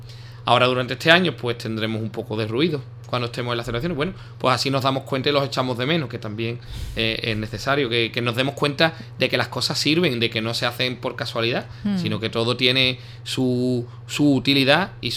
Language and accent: Spanish; Ubrique, Andalusia, Spain; las futuras generaciones de ubriqueños, dentro de 200 años, reciban el patrimonio como nosotros lo hemos recibido